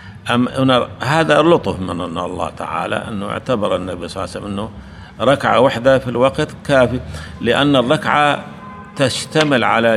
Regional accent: Kuwait; لكن هنا عندنا بالكويت العصر أشد من الظهر

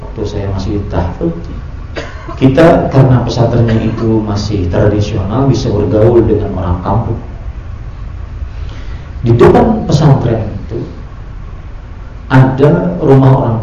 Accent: South Kalimantan, Indonesia; Kalau di kampung saya di Kalimantan Selatan ada namanya hantu kuyang

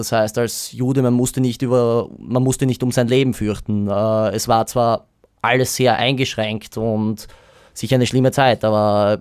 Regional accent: Austria; du bist dort als Österreicher auch gern gesehen

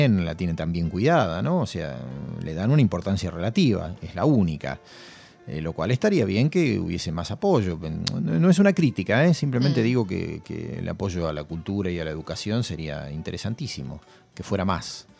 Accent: General Pico, La Pampa, Argentina; Claro, porque en mi ciudad natal, en General Pico, las calles tienen nombres, pero tienen números.

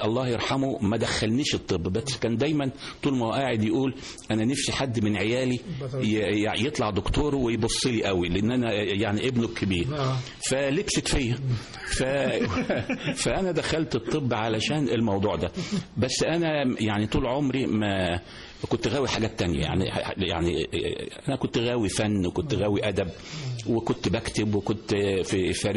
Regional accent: Egypt; moved away as an adult; now in United Kingdom; أنا متابع مصري لمصر كويس جدا، لأن أنا باجي مصر تقريبا يمكن مرة كل شهر أو مرة كل شهرين، بقعد فترة صغيرة.

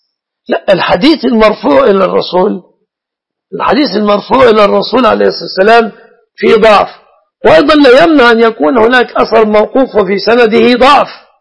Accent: Egypt; أنا مصري يا سارة، لست من أهل السعودية

